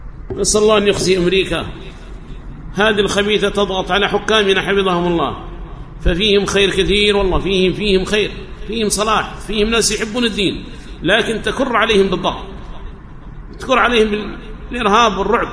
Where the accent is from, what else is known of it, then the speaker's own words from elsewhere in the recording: Yemen; سواء كان عندنا في اليمن أو في جهات أخرى من بلاد الله الواسعة